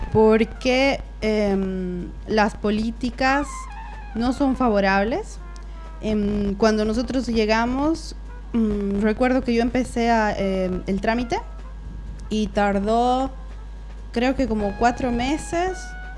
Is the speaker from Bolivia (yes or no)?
yes; Bolivia; yo como boliviana, lo único que hice fue llegar y solicitar la visa temporaria